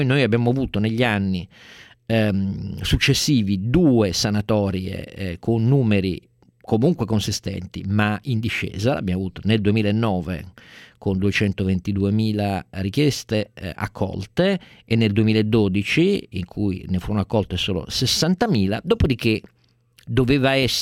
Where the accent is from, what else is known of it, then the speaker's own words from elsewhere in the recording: Turin, Piedmont, Italy; io sono torinese quindi sono viziato a un pregiudizio forse favorevole